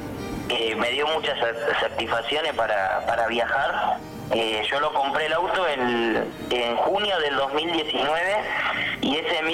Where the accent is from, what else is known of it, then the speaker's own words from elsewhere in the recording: Bahía Blanca, Buenos Aires Province, Argentina; Yo soy de Ingeniero Guay, la parte del puerto de Bahía Blanca.